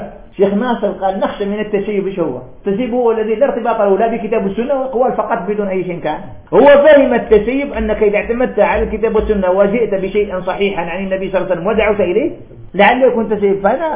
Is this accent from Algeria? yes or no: yes; Algeria; قول طالب علم في عندنا في الجزائر